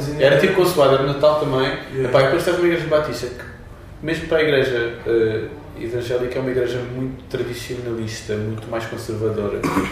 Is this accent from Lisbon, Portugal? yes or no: yes; Lisbon, Portugal; now in Oeiras, Portugal; Não, originalmente eu sou da linha de Cascais, sou de Campo de Deus, mas estou a viver entre Oeiras e onde termina Oeiras e começa a linha de Sintra